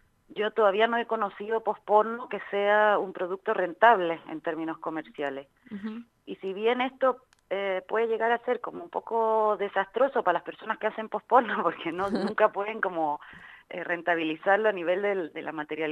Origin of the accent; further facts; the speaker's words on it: Chile; now in Spain; soy de Chile, pero vivo en España hace un montón de años